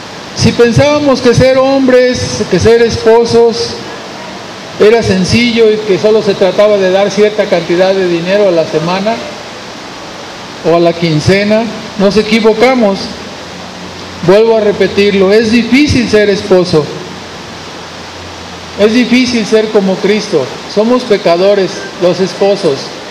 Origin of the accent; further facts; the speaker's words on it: Monterrey, Nuevo León, Mexico; Va a doler, especialmente porque somos de Monterrey.